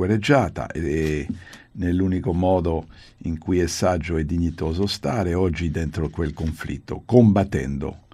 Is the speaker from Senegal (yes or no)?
no; United States; Italian is a second language; now in Italy; se volete avere delle risposte a perché siamo l'Italia e il mio paese, che è gli Stati Uniti, stiamo in Afghanistan